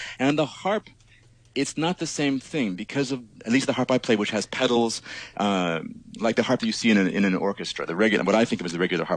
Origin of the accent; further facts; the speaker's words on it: Arizona, United States; moved away as an adult; now in New York, United States; Yeah, I'm from Arizona originally in the States. I've basically been moving east constantly. So I grew up in Arizona. I went to school in Arizona, then moved to New York to do a master's degree at Juilliard.